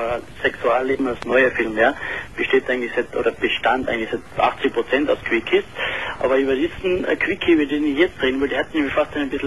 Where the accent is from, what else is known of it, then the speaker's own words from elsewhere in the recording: Austria; Ich bin ein Österreicher, das hört man vielleicht ein bisschen.